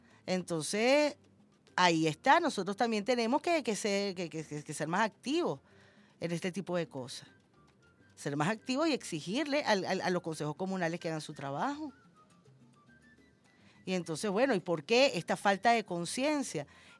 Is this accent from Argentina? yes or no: no; Venezuela; Yo sí soy venezolano.